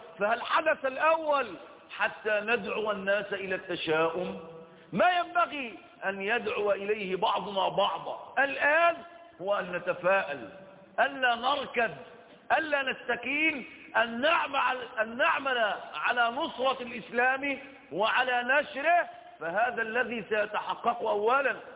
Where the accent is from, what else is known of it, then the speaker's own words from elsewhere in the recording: Egypt; وأيضا عندنا في مصر لما قامت هذه الحملات